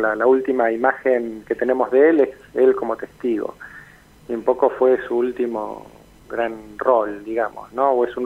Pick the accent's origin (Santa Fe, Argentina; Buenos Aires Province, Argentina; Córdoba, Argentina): Buenos Aires Province, Argentina; La Plata; Yo, que soy platense, pero no vivo en La Plata